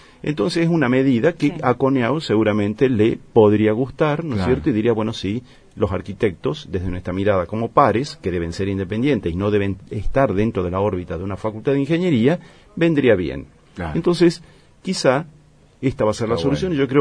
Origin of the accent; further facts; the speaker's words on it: Argentina; puedo opinar, ¿no es cierto?, como universitario, como argentino, digamos